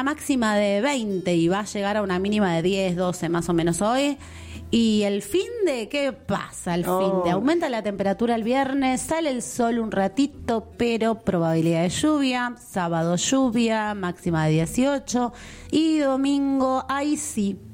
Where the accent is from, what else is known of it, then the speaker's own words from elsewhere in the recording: Argentina; Somos mujeres argentinas.